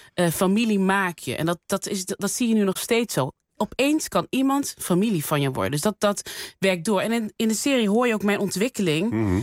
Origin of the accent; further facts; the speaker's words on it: Netherlands; ben geboren en getogen in Nederland.